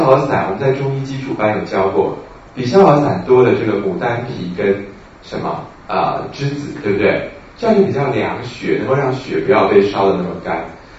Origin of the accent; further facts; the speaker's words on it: Taiwan; 就像当时我们台湾人发现 B 型肝炎